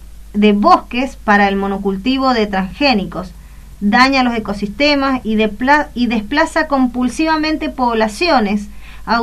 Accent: Argentina; es nuestro trabajo como argentinos de dar un verdadero cambio a la situación

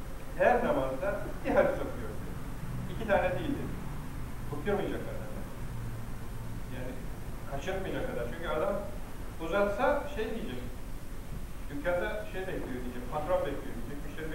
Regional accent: Istanbul, Turkey; also born or lived in Ayvacık, Çanakkale; Çanakkale'liyim. Çanakkale'nin Ayvacık kazasının bir köyündeydim. İstanbul'da yetiştim.

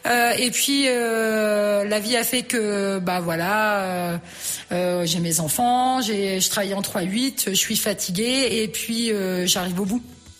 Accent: Orléans, Centre-Val de Loire, France; now in Montargis, France; j'étais native d'Orléans. Je déménage autour de Montargis. Puis je me dis, je vais y rester 5 ans. Et puis, bah, ma foi, j'en suis restée 17 ans quand même.

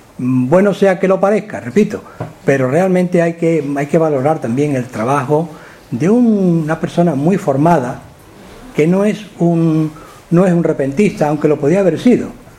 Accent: Andalusia, Spain; los que somos andaluces y hemos respirado el ambiente del flamenco

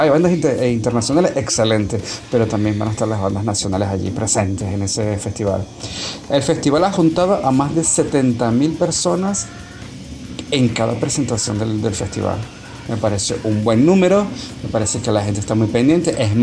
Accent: Venezuela; si son como nosotros, venezolanos, si tienen algún primo por allá tirado, es momento de visitarlos

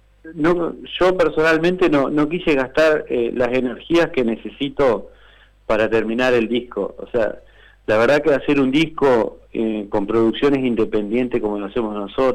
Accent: Gualeguay, Entre Ríos, Argentina; Yo soy entrerriano, de Gualeguay, entonces en la región de Entre Ríos la chamarrita es un ritmo folclórico

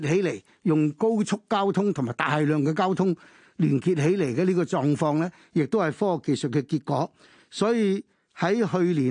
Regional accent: Hong Kong; born there; 我作为一个香港出生的人，按照英国的法律， 我亦都冇办法证明，因为我喺战争期间出生，战争期间又冇任何嘅呢啲咁嘅医疗嘅证明，咁我就 born in Hong Kong no proof

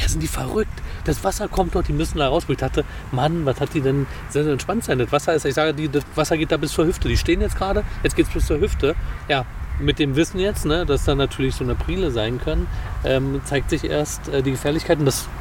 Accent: Berlin, Germany; die man als Berliner nicht so vor die Flinte bekommt. Sowas wie Austernfischer. Möwen, klar, haben wir in Berlin auch.

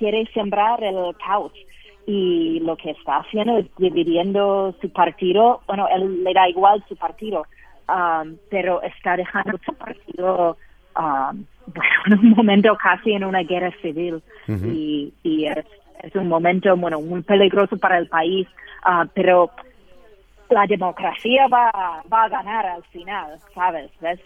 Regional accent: United States; Es muy duro siendo estadounidense aquí.

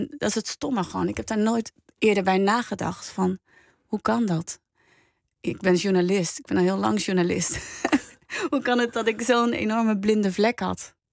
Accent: Hendrik-Ido-Ambacht, South Holland, Netherlands; ik ben opgegroeid in Hendrik-Ido-Ambacht. Nou ja, dat is een vrij wit dorp.

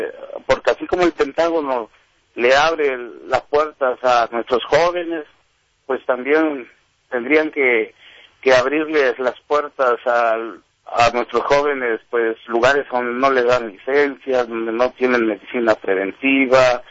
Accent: Veracruz, Mexico; moved away; Yo soy de México, de Veracruz. Yo soy del puerto de Veracruz.

